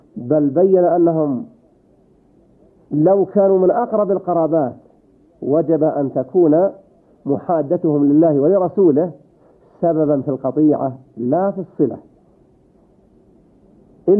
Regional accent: Saudi Arabia; وإذا كنت أنت في هذه البلاد، بلدنا المملكة العربية السعودية

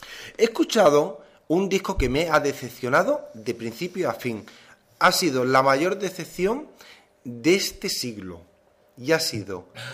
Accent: Spain; Es como los españoles, tenemos

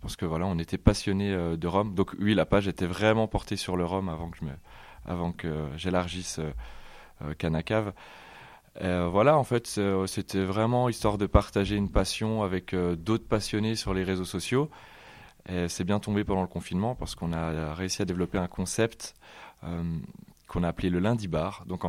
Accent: Grand Est, France; donc j'ai 23 ans et je suis originaire des Vosges et je viens d'ouvrir un commerce sur Remiremont

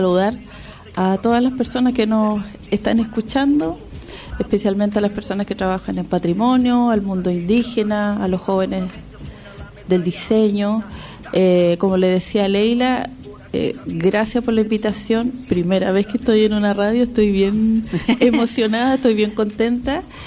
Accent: Arica, Arica y Parinacota, Chile; also born or lived in Antofagasta / Santiago; yo como muchas personas tuve que salir de Arica para estudiar. Viví 6 años en la ciudad de Antofagasta.

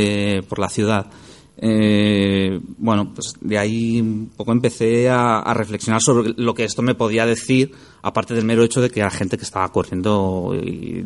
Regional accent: Madrid, Community of Madrid, Spain; en una ciudad grande como aquella de la que yo vengo, ¿no? Yo vengo de Madrid.

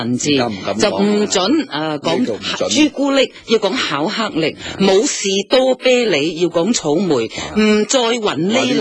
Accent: Shanghai, China; 窝心系我哋上海话，我坚持就唔系广东话嚟嘅

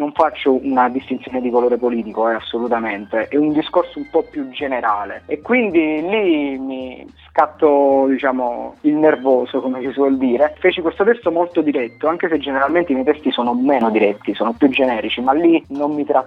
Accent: Campania, Italy; now in Rome, Italy; Io provengo da una piccola realtà di provincia, vivo a Roma, ma vengo dalla provincia di Avellino.

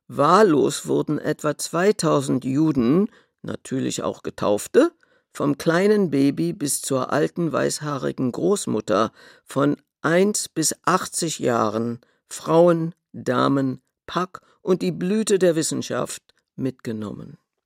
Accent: Berlin, Germany; born there; Ich bin 1932 in Berlin geboren. Meine Eltern sind 1928 aus Polen nach Berlin gekommen. Sie waren osteuropäische Juden.

